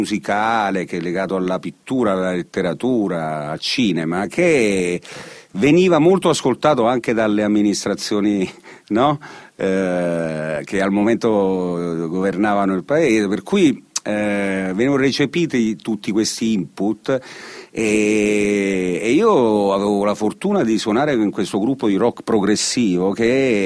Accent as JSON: {"language": "Italian", "town": "Oppido Lucano", "region": "Basilicata", "country": "Italy", "tie": "born or raised there", "said": "io sono nato a Oppido Lucano, in provincia di Potenza, che si trova in effetti a metà strada tra Potenza e Matera. Sono nato in un paesino molto particolare"}